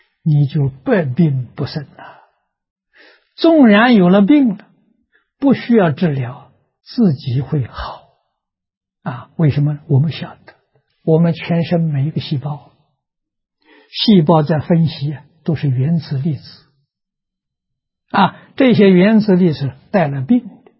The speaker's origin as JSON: {"language": "Chinese", "region": "Anhui", "country": "China", "tie": "born or raised there", "also_born_or_lived": "Nanjing", "said": "我在学校读书，中学读书的时候，啊，在南京，啊，我的家乡是安徽，啊，我一个人在南京"}